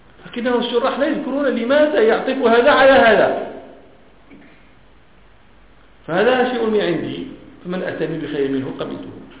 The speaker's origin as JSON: {"language": "Arabic", "country": "Morocco", "said": "وهذه ما كان يسمى عندنا في المغرب هذا البابور"}